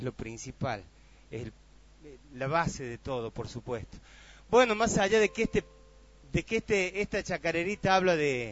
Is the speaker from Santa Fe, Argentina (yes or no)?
no; Villa Dolores, Córdoba, Argentina; En el lugar de donde yo vengo, que es un barrio de Villa Dolores, hace algunos añitos atrás era bastante monte. Yo me he criado jugando en el monte